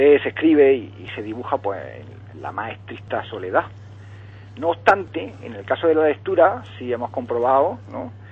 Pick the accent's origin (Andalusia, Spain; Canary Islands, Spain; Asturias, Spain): Andalusia, Spain; El Ejido; Hoy venía primero a dar una noticia local de mi pueblo de Ejido.